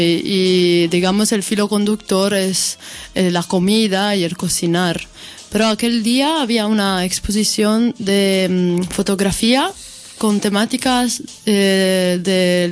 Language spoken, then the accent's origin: Spanish; Udine, Friuli-Venezia Giulia, Italy; Soy de Udine, que es una ciudad que está cerca de Austria y Eslovenia.